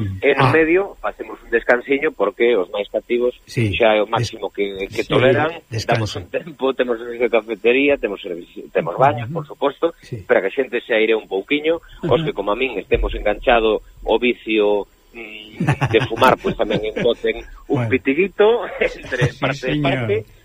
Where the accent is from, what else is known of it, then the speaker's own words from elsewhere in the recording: Galicia, Spain; somos galegos para Galicia